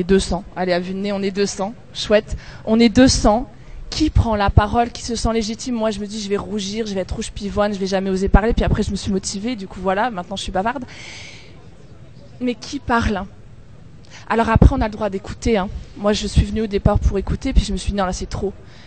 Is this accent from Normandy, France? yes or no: no; Strasbourg, Grand Est, France; Bon, moi, je viens de Strasbourg, hein